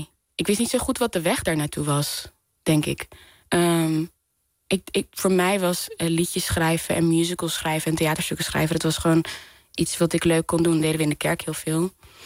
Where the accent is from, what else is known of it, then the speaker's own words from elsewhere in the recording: Netherlands; Vooral als Nederlanders, wij geloven allemaal dat we individuen zijn, dat we alles, maakbaarheid en zo, maar eigenlijk is het helemaal niet zo.